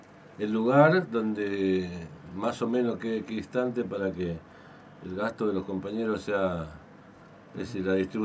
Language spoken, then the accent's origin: Spanish; Villa Cabello, Misiones, Argentina; somos de Villa Cabello, así que...